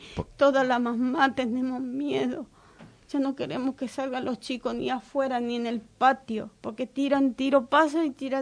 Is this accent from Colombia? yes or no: no; Paraguay; mire señora, no discriminen, yo soy paraguaya